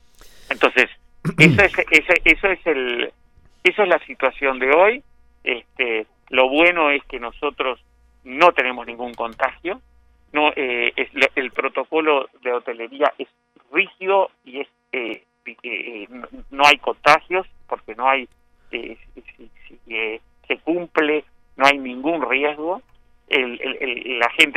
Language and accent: Spanish; Uruguay; yo te hablo como ciudadano uruguayo y como persona que vive en este lugar paradisíaco que es Maldonado, Punta del Este.